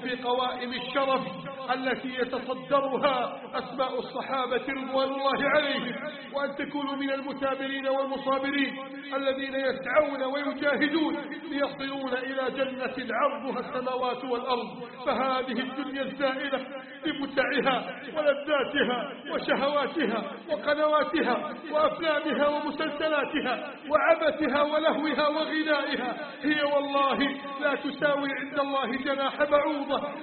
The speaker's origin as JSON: {"language": "Arabic", "country": "Egypt", "said": "بلدنا مصر"}